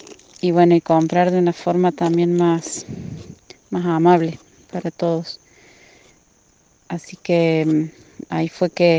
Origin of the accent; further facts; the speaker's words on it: Unquillo, Córdoba, Argentina; de Unquillo.